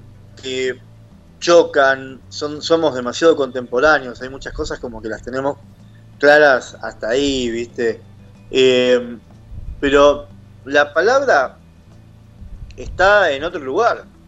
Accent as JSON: {"language": "Spanish", "town": "Caballito", "region": "Buenos Aires", "country": "Argentina", "said": "No, soy de Caballito, de Voto."}